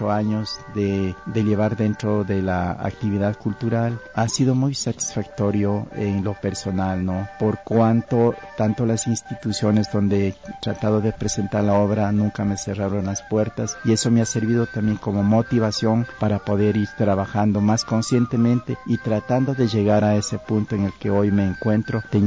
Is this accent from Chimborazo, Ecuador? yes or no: yes; Guamote, Chimborazo, Ecuador; now in Riobamba, Ecuador; como son los carnavales de mi tierra, de Huamote. Pero también yo ahora estoy radicado en la ciudad de Riobamba